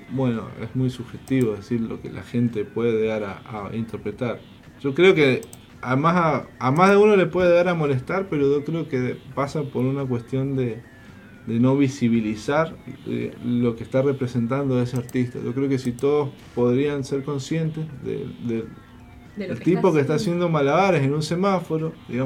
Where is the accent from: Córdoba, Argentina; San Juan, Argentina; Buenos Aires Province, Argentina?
San Juan, Argentina; si somos los artistas sanjuaninos. Somos los actores culturales de la provincia